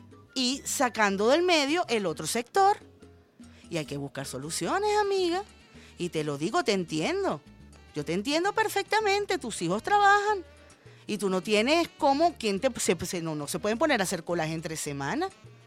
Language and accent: Spanish; Venezuela; Yo, como muchas venezolanas y como muchas niñas